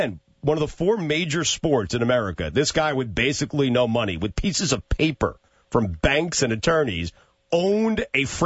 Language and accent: English; Port Washington, New York, United States; Yeah, well, I grew up in Port Washington, which was 10 minutes from Nassau Coliseum